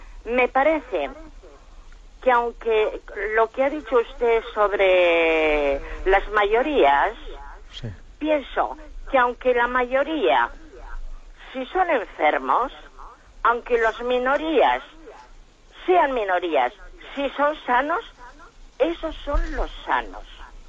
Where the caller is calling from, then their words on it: Bilbao, Basque Country, Spain; de Bilbao.